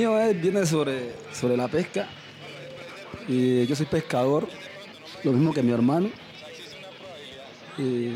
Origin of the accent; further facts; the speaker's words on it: El Valle, Chocó, Colombia; Nosotros somos del corregimiento del Valle.